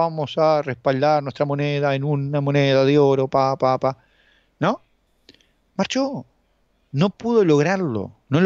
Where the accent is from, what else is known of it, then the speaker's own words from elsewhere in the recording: Uruguay; Somos la Suiza de América, no es por nada, ¿no? Tenemos aquí en Uruguay la Suiza de América, ¿no?